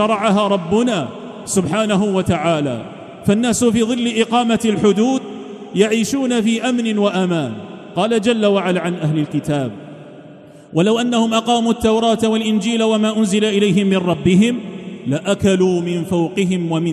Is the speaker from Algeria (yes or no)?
yes; Algeria; النعمة التي من الله بها علينا في بلادنا الجزائر هي من الله عز وجل